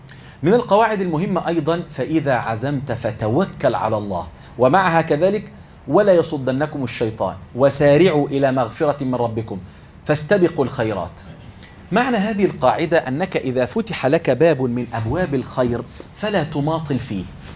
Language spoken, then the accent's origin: Arabic; Egypt; إحنا عندنا في مصر مثل بنقول